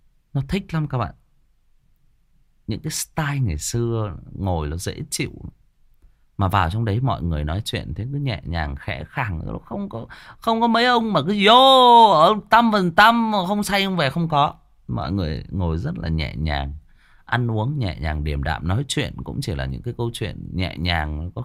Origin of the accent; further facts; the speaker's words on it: Thai Nguyen, Vietnam; Chè thì mình là người Thái Nguyên cho nên là cái mồm chè của mình nó sành lắm.